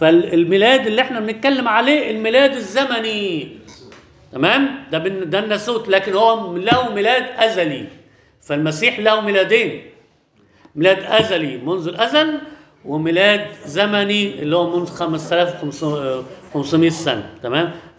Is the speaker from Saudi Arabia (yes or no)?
no; Alexandria, Alexandria Governorate, Egypt; في شاعر عندنا في اسكندريه